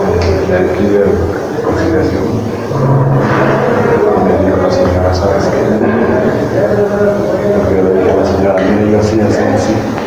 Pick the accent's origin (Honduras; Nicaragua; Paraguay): Honduras; also born or lived in Monterrey; now in Guadalajara, Mexico